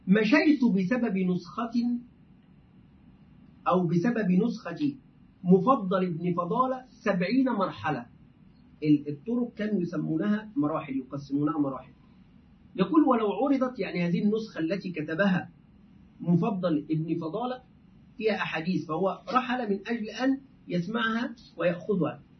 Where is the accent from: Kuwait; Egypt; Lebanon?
Egypt; دائما نحن كمصريين نقول ده بدل هذا، في العامية نقول ده